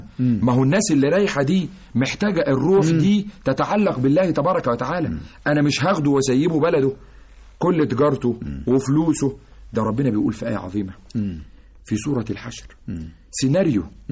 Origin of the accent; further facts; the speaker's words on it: Egypt; واجعل بلدنا مصر بلد الأمن والأمان والطمأنينة والسكينة والسلام